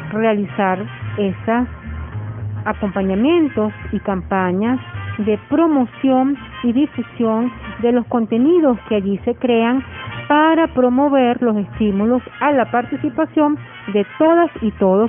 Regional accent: Venezuela; los derechos que tenemos como venezolanos

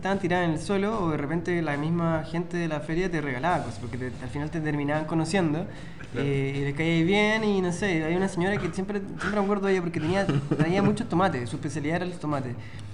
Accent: Rancagua, O'Higgins, Chile; De hecho, ahora me acordé en Rancagua, en mi ciudad natal

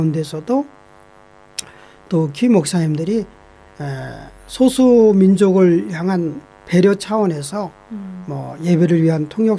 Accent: South Korea; now in New Zealand; 사실은 굉장히 저도 한국 사람이고

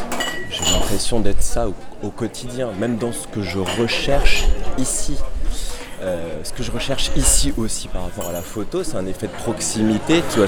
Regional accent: Paris, Île-de-France, France; Je suis né à Paris, dans le 14e, 77. Là, j'ai fait toute ma scolarité à Paris, j'ai vécu à Paris. Mais il y a quelque chose qui est important dans mon éducation, c'est que mes parents sont corses

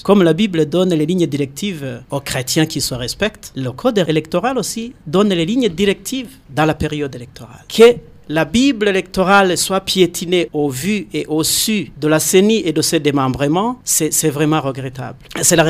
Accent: Burundi; chez nous au Burundi

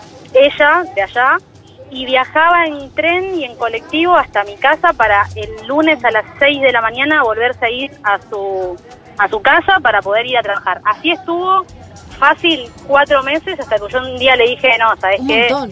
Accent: Chubut, Argentina; now in Buenos Aires, Argentina; Yo soy una chica que está viviendo en Capital, pero soy del sur, de Chubut.

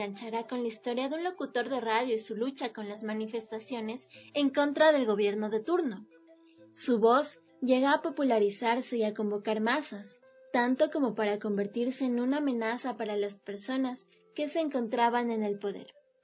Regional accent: Ecuador; Es un libro que vale la pena leer porque es parte de nuestra identidad como ecuatorianos

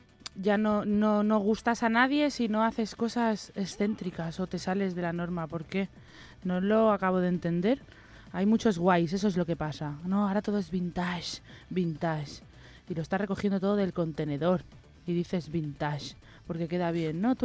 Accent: Catalonia, Spain; Y todo esto lo digo yo, que soy catalana

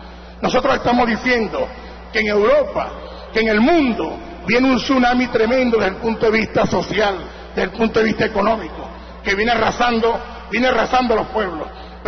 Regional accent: Acarigua, Portuguesa, Venezuela; yo soy llanero también de Acarigua

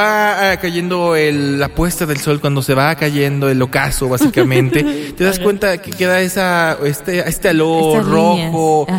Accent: Mexico; Yo como latino, como mexicano, no me gusta para nada la playa.

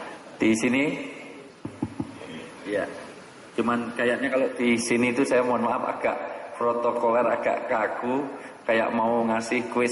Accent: Java, Indonesia; saya dahulukan yang tua, karena saya orang Jawa

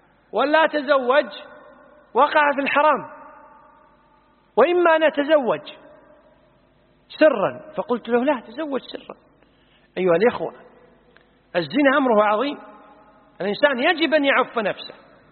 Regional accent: Kuwait

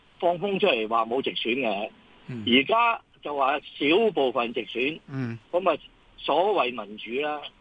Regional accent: Hong Kong; 我咧就星斗市民嘅，我土生土长，我70几岁嘅。

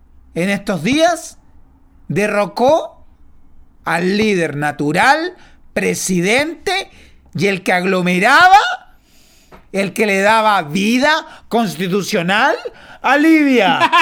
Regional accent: Chile; como chileno que soy, chileno nacido y criado en Chile, que nuestro país debe darle mar a Bolivia.

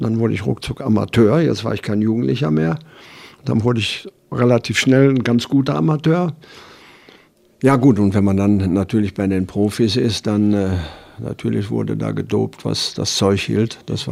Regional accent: Düsseldorf, North Rhine-Westphalia, Germany; Und aufgewachsen bin ich in Düsseldorf, im größeren Geschäft, da hatten wir auch ein Wohnhaus.

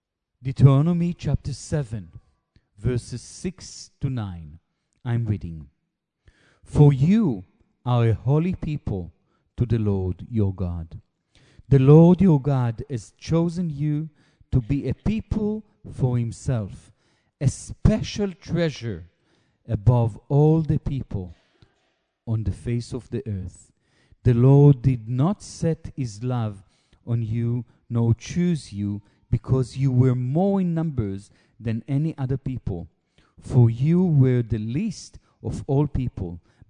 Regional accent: Israel; first language Hebrew; English is a second language; Look, it's difficult for me to speak in English. It's not my mother tongue. I like and I know how to speak in Hebrew much, much better.

